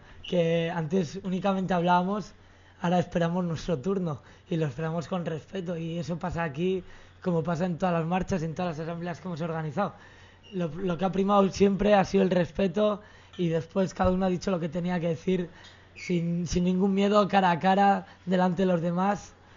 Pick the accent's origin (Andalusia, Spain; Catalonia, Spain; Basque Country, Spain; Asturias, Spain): Basque Country, Spain; Bilbao; uh-huh, y soy de Bilbao, de la acampada de Bilbao.